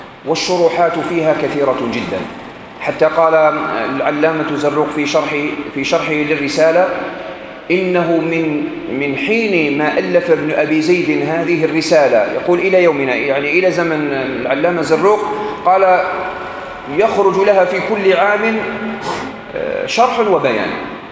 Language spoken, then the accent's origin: Arabic; Algeria; وإحنا عندنا في الجزائر كما في تونس عندكم الباكور